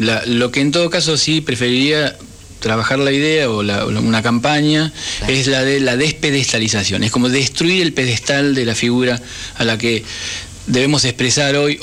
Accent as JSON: {"language": "Spanish", "country": "Argentina", "said": "Somos todos argentinos, pero también hay 40 naciones adentro de esta Argentina."}